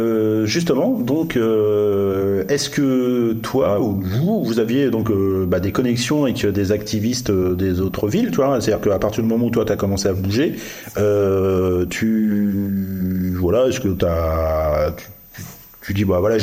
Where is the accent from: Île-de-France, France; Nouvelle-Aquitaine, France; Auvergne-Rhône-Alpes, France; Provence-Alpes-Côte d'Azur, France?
Île-de-France, France; Mantes-la-Jolie; born there; Parce que moi, je suis né à Mantes.